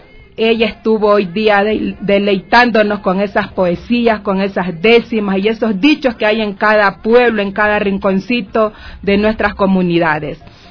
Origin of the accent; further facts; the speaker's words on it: Ecuador; Realmente somos ecuatorianos.